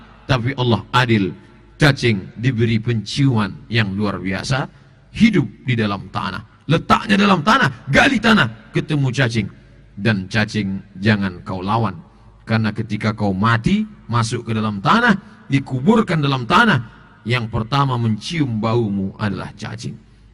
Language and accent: Indonesian; Riau, Indonesia; dari mana? Dari Riau. Orang Jawa apa orang Melayu? Saya orang Melayu.